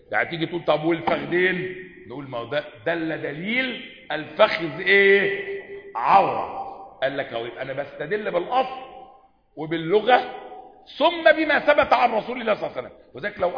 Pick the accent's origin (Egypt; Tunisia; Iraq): Egypt; احنا عندنا كمان كمصريين قديما